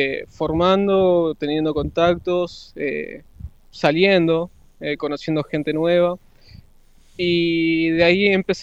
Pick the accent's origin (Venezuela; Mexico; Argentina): Argentina; now in Punta del Este, Uruguay; yo soy argentino, llegué acá a Punta del Este hace relativamente 2 años.